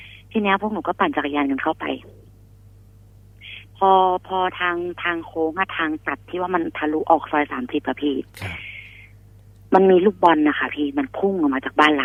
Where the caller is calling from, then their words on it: Nong Khaem, Bangkok, Thailand; ตอนนี้อยู่หนองแขมค่ะ